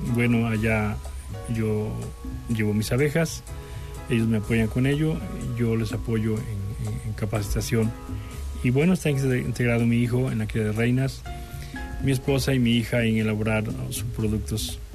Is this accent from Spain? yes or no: no; Coatepec, Veracruz, Mexico; Soy de Coatepec, de aquí del estado de Veracruz.